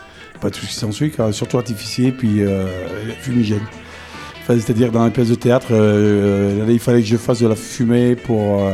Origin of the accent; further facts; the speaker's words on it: Saint-Etienne, Auvergne-Rhône-Alpes, France; Je suis de Saint-Etienne, de Saï-sous-Couzan et Saint-Etienne.